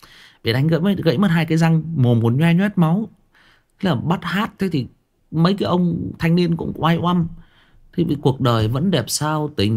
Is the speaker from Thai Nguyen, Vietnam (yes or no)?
yes; Thái Nguyên, Thai Nguyen, Vietnam; em sinh ra và lớn lên ở Thái Nguyên, thế nhưng mà quê em tức là ông bà già em là thoát ly lên trên khu gang thép Thái Nguyên này và gặp nhau lấy nhau, thì em được sinh ra và lớn lên ở đây.